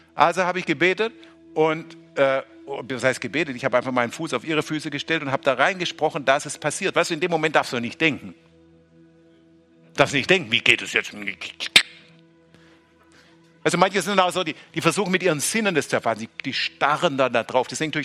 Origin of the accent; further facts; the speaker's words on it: Baden-Württemberg, Germany; ich bin Schwabe